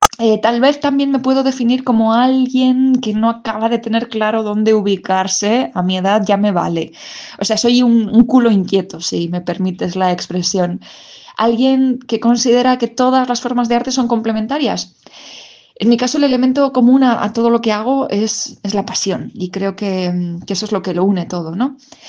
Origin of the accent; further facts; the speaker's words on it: Castilla-La Mancha, Spain; Soy manchega de origen y siempre tuve muchas ganas de recorrer el mundo